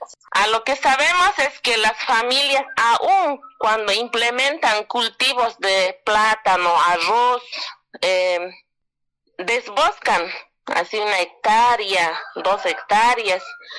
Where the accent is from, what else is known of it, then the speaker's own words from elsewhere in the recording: Alto Beni, La Paz, Bolivia; Soy de Alto Beni, el sector Sararía. Estamos entre la provincia Caranavi y entre la Arecaja, al lado de Mayaya. Es bastante conocido el lugar. un lugar bastante hermoso, productivo.